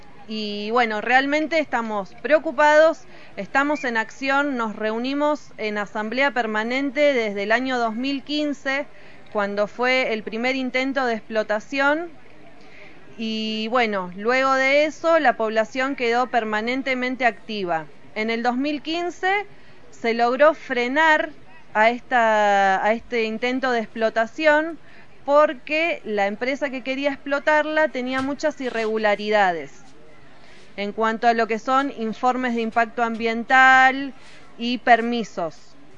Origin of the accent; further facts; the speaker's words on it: San Francisco del Monte de Oro, San Luis, Argentina; soy de acá de San Francisco del Monte de Oro.